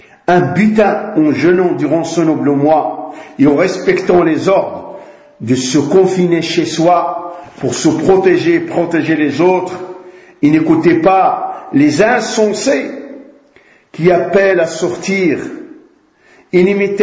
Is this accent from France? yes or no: no; Morocco; comme chez nous au Maroc